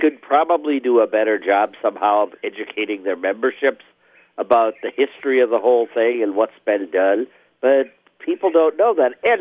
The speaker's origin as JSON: {"language": "English", "town": "Racine", "region": "Wisconsin", "country": "United States", "tie": "born or raised there", "said": "growing up in Racine, a lot of people probably didn't even realize that around the country, Racine's situation was not particularly normal."}